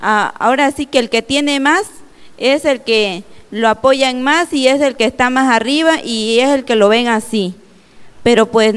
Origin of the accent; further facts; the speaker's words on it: Tabasco, Mexico; Soy de Tabasco.